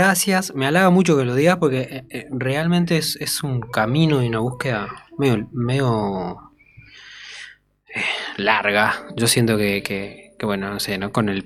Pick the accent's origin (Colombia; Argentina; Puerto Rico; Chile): Argentina; Jujuy; cuando digo que soy jujeño